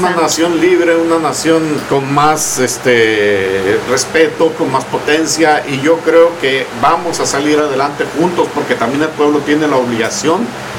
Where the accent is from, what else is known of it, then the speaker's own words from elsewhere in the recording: Mexico; nosotros como mexicanos en el extranjero